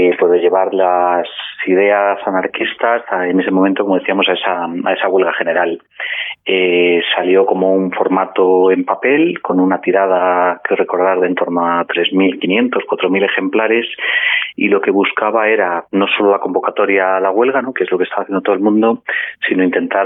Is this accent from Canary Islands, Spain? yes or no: no; Madrid, Community of Madrid, Spain; somos todos de Madrid, el periódico se edita en Madrid.